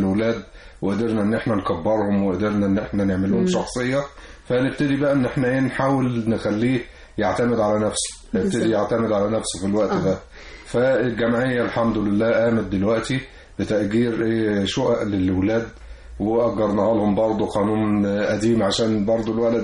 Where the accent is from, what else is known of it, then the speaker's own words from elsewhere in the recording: Egypt; وزي حضرتك قلتي بلدنا مصر دي يعني والله يعني معطاء